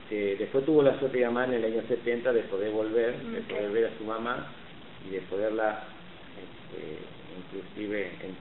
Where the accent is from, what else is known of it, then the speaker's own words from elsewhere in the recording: Argentina; born there; Los dos somos nacidos en Argentina.